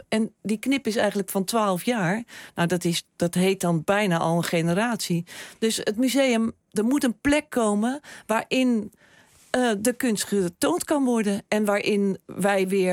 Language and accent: Dutch; Rotterdam, South Holland, Netherlands; als kunstenaars, als Rotterdammers, als liefhebbers van het museum